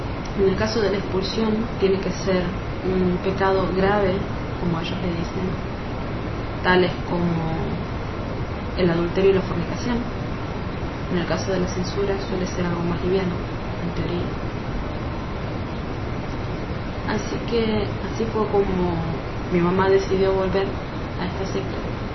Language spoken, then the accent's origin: Spanish; Cinco Saltos, Río Negro, Argentina; also born or lived in Lincoln; Tengo 24 años, soy de Argentina. Nací y me crié mis primeros 9 años en Cinco Saltos, provincia de Río Negro, al sur de la Argentina. Cuando cumplí 9 nos mudamos con mi hermana mayor, que me lleva 1 año, mi mamá, a Lincoln, provincia de Buenos Aires.